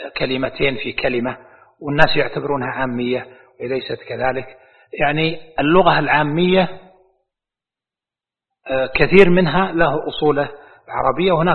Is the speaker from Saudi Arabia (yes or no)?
yes; Najd, Saudi Arabia; الكاف شين وقلب الكاف سين، عندنا في نجد مستعملة